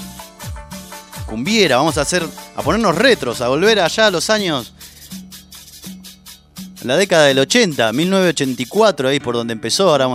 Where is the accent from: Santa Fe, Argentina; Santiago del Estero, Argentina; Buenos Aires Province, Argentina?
Buenos Aires Province, Argentina; La Plata; yo siendo acá platense, más allá de que viví un montón de lados, pero nací acá en La Plata